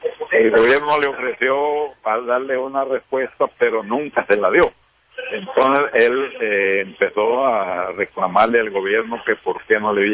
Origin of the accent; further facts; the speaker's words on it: El Salvador; como hermano y como salvadoreño, digo que el pueblo salvadoreño